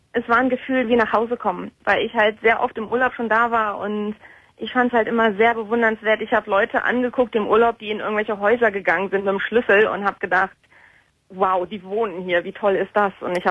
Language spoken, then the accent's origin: German; North Rhine-Westphalia, Germany; Ich komme aus dem Bergischen Land ursprünglich.